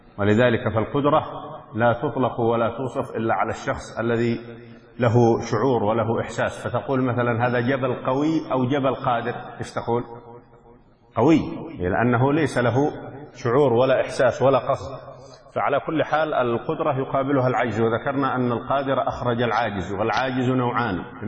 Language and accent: Arabic; Yemen; فلو رأينا الهلال مثلا عندنا في اليمن